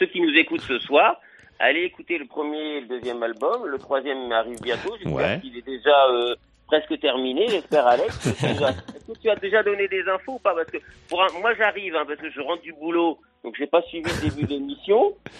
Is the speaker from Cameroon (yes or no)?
no; Nice, Provence-Alpes-Côte d'Azur, France; Non, je suis bien chez moi à Nice.